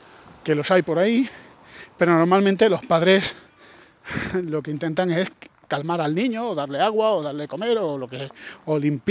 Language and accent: Spanish; Spain; yo soy español